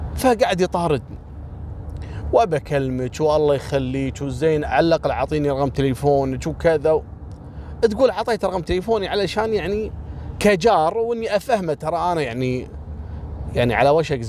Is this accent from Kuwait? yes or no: yes; Kuwait; عندنا في الكويت في منطقة الفروانية